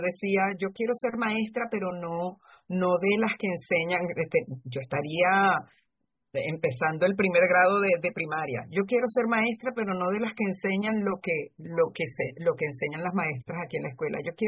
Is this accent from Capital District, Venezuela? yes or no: no; Barquisimeto, Lara, Venezuela; born there; Yo soy nacida en Barquisimeto, es centro occidente de Venezuela.